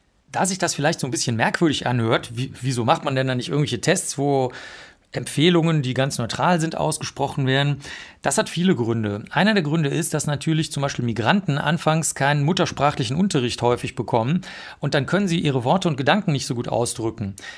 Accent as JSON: {"language": "German", "region": "Bavaria", "country": "Germany", "said": "ich komme aus Bayern, aus einem kleinen Dorf."}